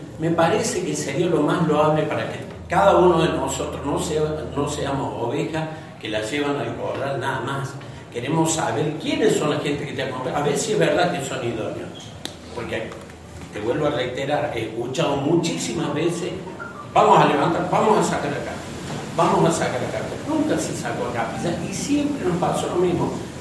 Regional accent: Capilla del Monte, Córdoba, Argentina; born there; Soy nacido en Capilla del Monte. Tengo 60 años.

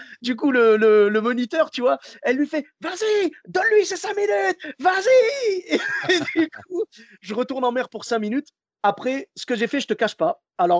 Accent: Morocco; Ah, écoute, je suis marocain jusqu'au bout.

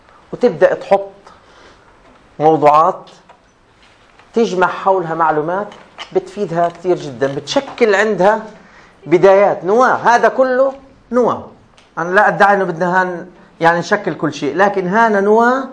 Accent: Palestine; المسار الأول والأهم لاهتماماتنا إحنا كفلسطينيين الشأن الفلسطيني

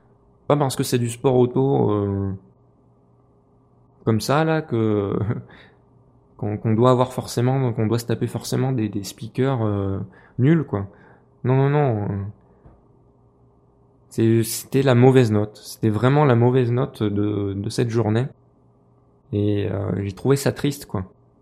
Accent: Clermont-Ferrand, Auvergne-Rhône-Alpes, France; je suis un local. Je suis de Clermont-Ferrand, donc voilà. Superbest, c'est pas très loin. Je suis un local de l'étape.

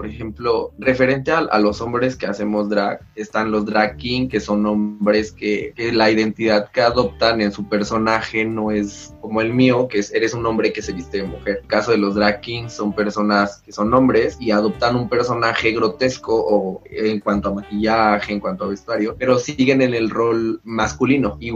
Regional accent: Oaxaca, Mexico; Yo soy de Oaxaca.

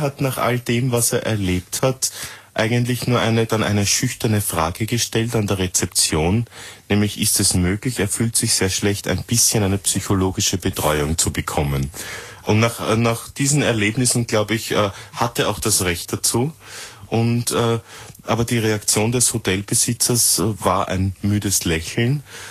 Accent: Austria; der Mitteleuropäer oder der Zentraleuropäer, der wir ja sind als Österreicher

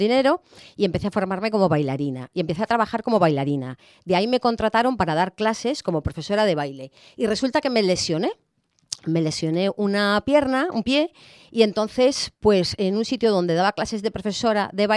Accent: Madrid, Community of Madrid, Spain; also born or lived in Alicante; a los 2 o 3 meses ya volví a Madrid. O sea que realmente fue como que yo quería nacer en el Mediterráneo, en Alicante, y aunque luego pues mi vida fue en Madrid, más concretamente en el barrio de Estrecho.

